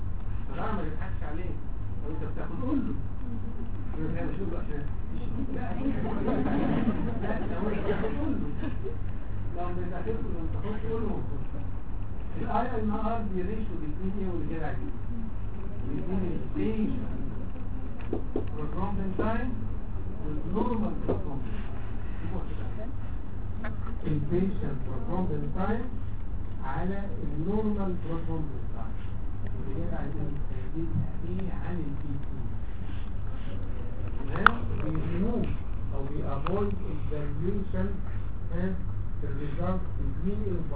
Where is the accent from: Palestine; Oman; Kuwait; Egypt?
Egypt; لو انت رحت في المعامل اللي عندنا في مصر اي حته في مصر